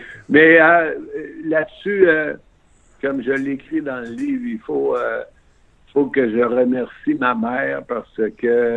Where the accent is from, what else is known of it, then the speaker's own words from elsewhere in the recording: Quebec City, Quebec, Canada; moi, je viens de Québec, là, j'ai appris mon anglais quand je suis allé à l'Université McGill, j'avais 21 ans.